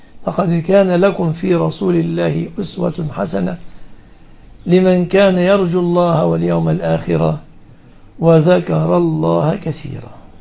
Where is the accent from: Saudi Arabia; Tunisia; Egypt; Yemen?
Egypt; وفي بلادنا مصر على أثرهم تهرع